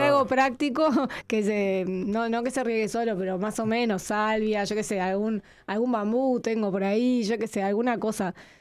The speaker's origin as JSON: {"language": "Spanish", "region": "Montevideo", "country": "Uruguay", "also_born_or_lived": "Buenos Aires / Piriápolis", "said": "Soy bastante montevideana, pero también otra cosa que cuento es que yo viví en varios lugares, ¿viste? Vivimos mucho tiempo en Buenos Aires, por lo cual también era un bicho de ciudad, y de repente abruptamente pasé a vivir en Piriápolis, en el medio del bosque"}